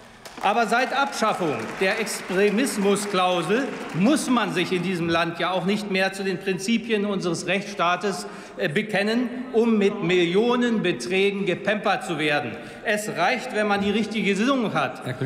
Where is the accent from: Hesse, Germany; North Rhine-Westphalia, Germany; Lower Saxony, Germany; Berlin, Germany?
Lower Saxony, Germany; Celle; meiner Heimatstadt Celle